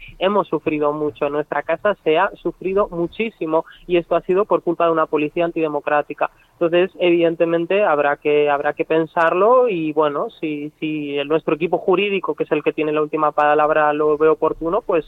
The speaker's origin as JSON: {"language": "Spanish", "town": "Almería", "region": "Andalusia", "country": "Spain", "said": "nosotras somos de Almería, ¿no?"}